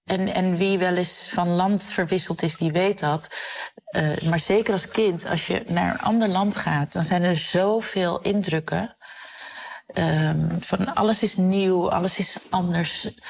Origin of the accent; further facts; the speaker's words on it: Koraal Specht, Curaçao; born there; Ik werd in Koraalspecht geboren. Zo'n echte typische Curaçaose wijk.